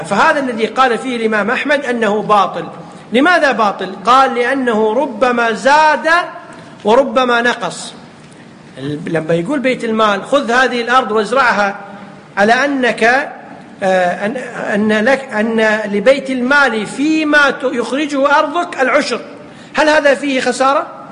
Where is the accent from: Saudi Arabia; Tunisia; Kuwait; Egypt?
Kuwait; يمكن يسميها عندنا في الكويت شو يسمونها